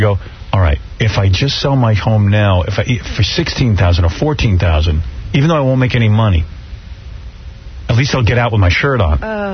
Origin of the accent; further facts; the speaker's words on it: Roosevelt, New York, United States; I grew up in Roosevelt.